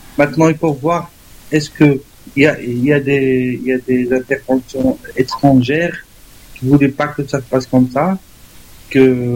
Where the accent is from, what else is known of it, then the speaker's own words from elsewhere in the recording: Morocco; je te remercie beaucoup pour m'avoir donné la parole en tant que Marocain.